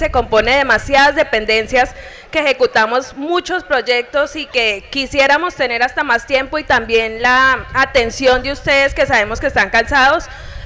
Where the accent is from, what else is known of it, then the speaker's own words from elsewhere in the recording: Fresno, Tolima, Colombia; now in Flandes, Colombia; Mire, yo soy de Fresno, Tolima, pero yo estoy aquí trabajando